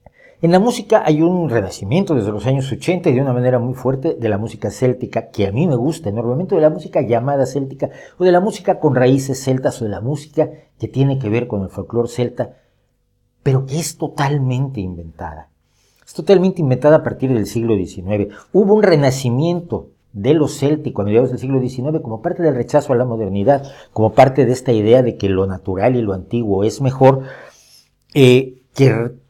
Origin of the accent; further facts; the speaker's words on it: Mexico; porque soy de origen mexicano, lo saben todos, soy mexicano